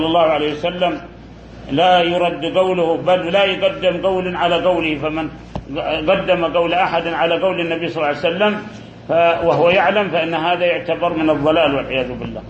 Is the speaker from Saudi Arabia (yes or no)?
yes; Saudi Arabia; داخل بلادنا السعودية